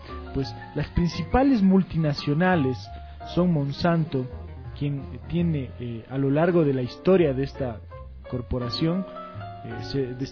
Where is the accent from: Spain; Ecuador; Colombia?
Ecuador; va a acabar con lo que somos nosotros como ecuatorianos, como latinoamericanos